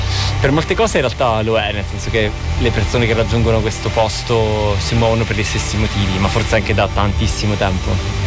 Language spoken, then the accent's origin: Italian; Avezzano, Abruzzo, Italy; Io vengo dall'Abruzzo, da una città che si chiama Avezzano.